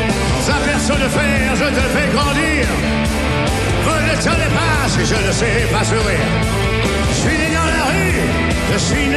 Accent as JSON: {"language": "French", "town": "Paris", "region": "Île-de-France", "country": "France", "tie": "born there", "said": "je suis né à Paris"}